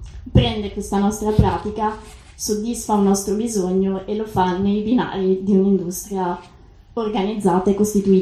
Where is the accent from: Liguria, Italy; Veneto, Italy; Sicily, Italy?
Veneto, Italy; Venice; Diciamo, io vengo da Venezia, Venezia lo è da molto tempo